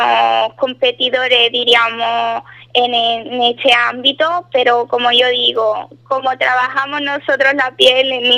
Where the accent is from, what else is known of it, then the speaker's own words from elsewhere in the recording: Ubrique, Andalusia, Spain; accent: Andalusian; Pero mi acento andaluz no me lo quita nadie. Y más orgullosa que estoy yo de mi tierra, no hay nadie, diríamos.